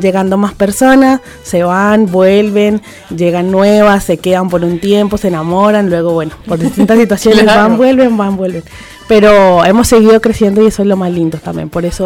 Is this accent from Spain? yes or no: no; Colombia; now in Mendoza, Argentina; porque no somos solo personas colombianas, también tenemos de aquí de Mendoza